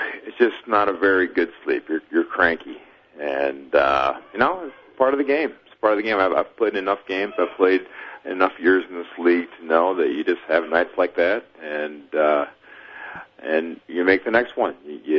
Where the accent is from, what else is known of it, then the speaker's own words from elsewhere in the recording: Michigan, United States; one of my personal favorites growing up in Michigan